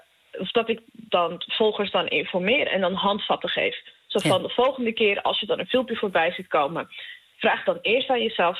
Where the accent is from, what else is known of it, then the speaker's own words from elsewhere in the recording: Amsterdam, North Holland, Netherlands; ik kom uit Amsterdam de Pijp.